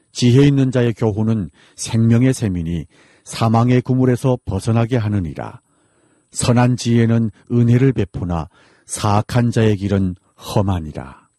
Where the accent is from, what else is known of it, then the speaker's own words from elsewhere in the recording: Hamhung, South Hamgyong, North Korea; now in Seoul, South Korea; 저는 함흥에서 온